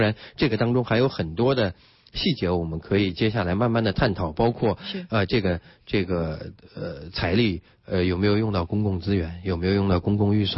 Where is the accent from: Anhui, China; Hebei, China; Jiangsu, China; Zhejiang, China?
Jiangsu, China; Yangzhou; 因为我从小生活在扬州，成长在扬州，